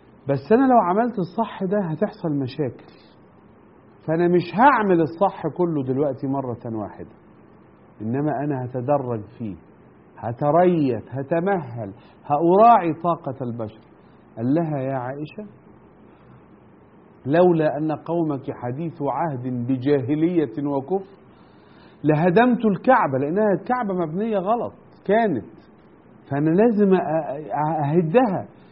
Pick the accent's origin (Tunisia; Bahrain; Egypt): Egypt; بس أنا بتكلم عشان أنا مصري